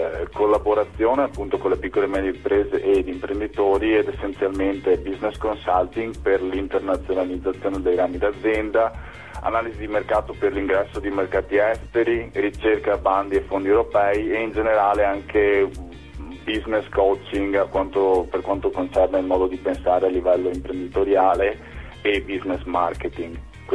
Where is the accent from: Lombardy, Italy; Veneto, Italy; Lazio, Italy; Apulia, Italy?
Veneto, Italy; Padua; born there; ho 32 anni, sono nato a Padova, sono laureato in giurisprudenza